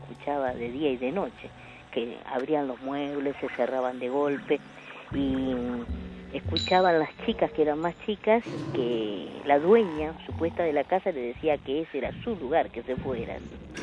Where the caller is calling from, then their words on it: Gualeguaychú, Entre Ríos, Argentina; Y les cuento, acá en Gualeguaychú hay una esquina que es famosa